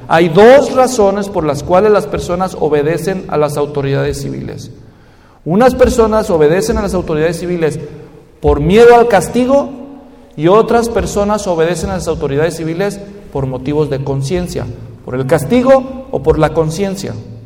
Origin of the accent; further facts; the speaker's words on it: Mexico; para los que somos mexicanos y a veces nos quejamos del gobierno allá